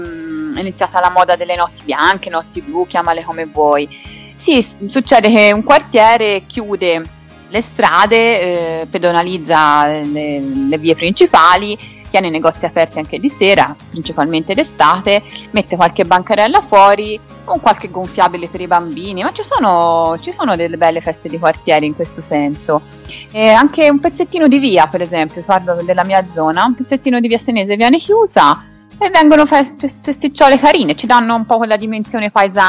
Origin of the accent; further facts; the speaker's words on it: Florence, Tuscany, Italy; non confondiamo Firenze e Prato, per favore, i cinesi se ne stanno a Prato, noi siamo fiorentini